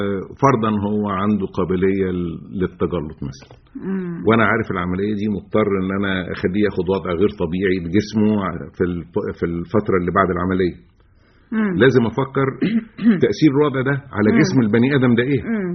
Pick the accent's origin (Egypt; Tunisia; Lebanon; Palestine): Egypt; مش عندنا في مصر